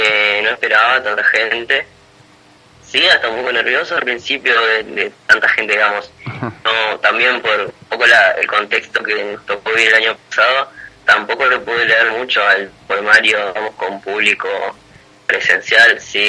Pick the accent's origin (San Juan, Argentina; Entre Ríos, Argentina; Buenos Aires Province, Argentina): Entre Ríos, Argentina; Concepción del Uruguay; now in Buenos Aires, Argentina; Bueno, como dijiste, soy de Concepción del Uruguay, aunque vivo hace 7 años ya en Buenos Aires.